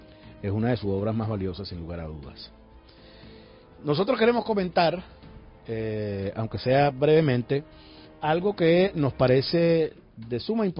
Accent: Venezuela; Allá de verdad que uno se siente muy maravillado y orgulloso como venezolano

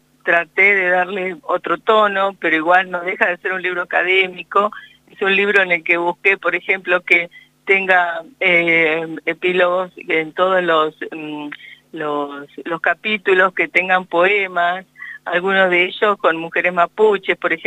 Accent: Carhué, Buenos Aires Province, Argentina; born there; Yo nací en Carué, y allí toda la toponimia era mapuzungún.

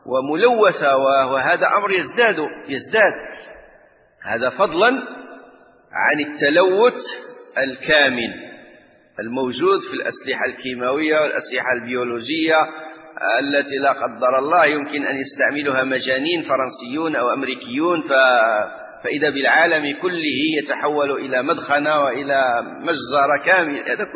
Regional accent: Morocco; الآن مثلا احنا عندنا في المغرب

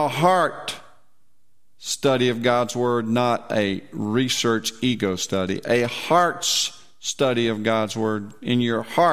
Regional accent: England, United Kingdom; But I believe as English people, we should pray to our Dad.

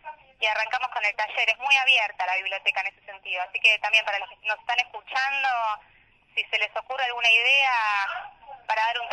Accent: Castelar, Buenos Aires Province, Argentina; Bueno, yo soy de Castelar, por ejemplo

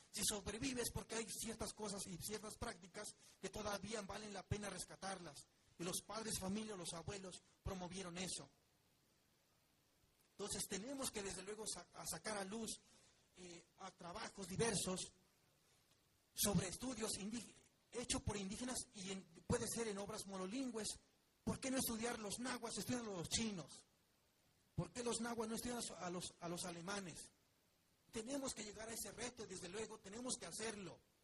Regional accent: Mexico; nosotros como mexicanos debemos de conocer mucho más esas lenguas. En mi caso no soy monolingüe o bilingüe en español náhuatl, conozco otras lenguas también.

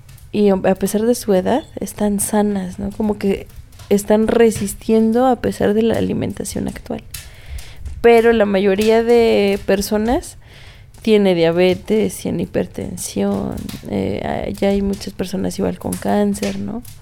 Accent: Tlaxcala, Mexico; No, pues que eres de soy de Tlaxcala.

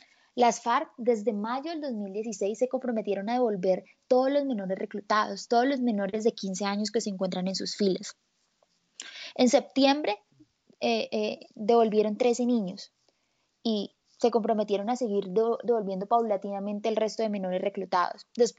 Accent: Colombia; un grupo de colombianos estamos convocando a salir a la calle

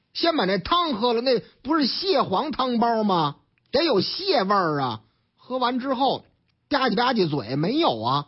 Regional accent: Shanghai, China; 这说的是我老家上海，嗯，俺们上海呢

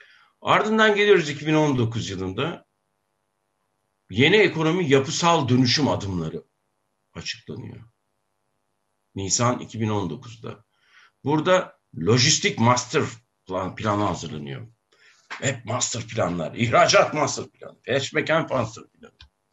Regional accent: Akşehir, Konya, Turkey; Bakın ben yani Nasrettin Hoca'nın torunuyum, Akşehirliyim.

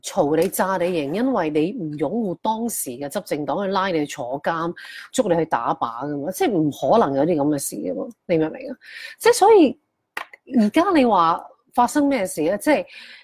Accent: Hong Kong; 你同我喺香港大嘅，我哋有冇谂过香港会搞成咁咧？

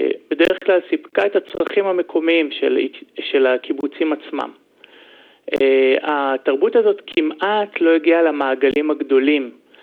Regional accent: Mishmar HaNegev, Southern District, Israel; now in Sde Boker, Israel; אני במקור מקיבוץ משמר הנגב, אבל כעת אני מתגורר בשדה בוקר בקיבוץ.

